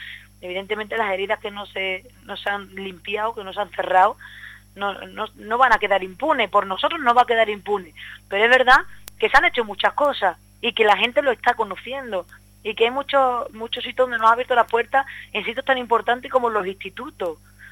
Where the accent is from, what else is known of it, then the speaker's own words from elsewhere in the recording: Seville, Andalusia, Spain; Es donde casi nací en Sevilla, pero bueno, es donde he nacido, donde me he criado, donde tengo todas mis raíces